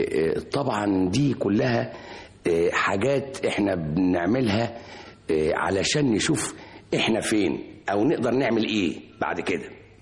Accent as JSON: {"language": "Arabic", "country": "Egypt", "said": "من اعظم رجال التعليم الموجودين عندنا في مصر"}